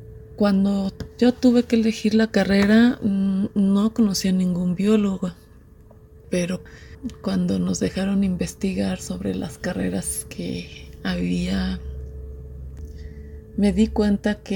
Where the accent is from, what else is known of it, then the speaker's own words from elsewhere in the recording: Morelia, Michoacán, Mexico; tengo 46 años. Soy de Morelia, Michoacán.